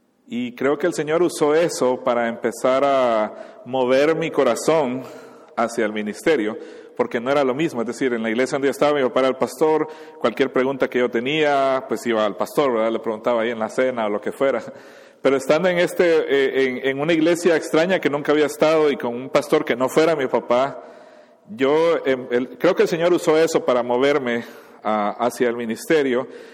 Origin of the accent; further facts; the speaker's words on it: Honduras; also born or lived in Guatemala; soy mitad hondureño, mitad guatemalteco. Mi mamá era de Guatemala, entonces crecí con las dos ciudadanías en los dos países, me identifico con las dos culturas, etcétera. Tuve el privilegio, la gran bendición de nacer en un hogar cristiano. Mi papá es pastor